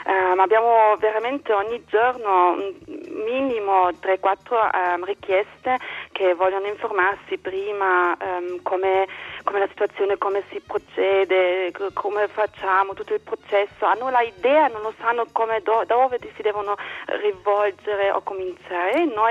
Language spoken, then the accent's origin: Italian; Berlin, Germany; Italian is a second language; sono berlinese, sono nata qui a Ovest.